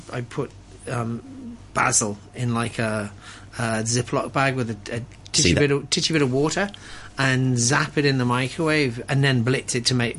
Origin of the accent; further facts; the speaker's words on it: Liverpool, North West England, United Kingdom; moved away; I remember, like, growing up in Liverpool and having these things that were called sausage rolls.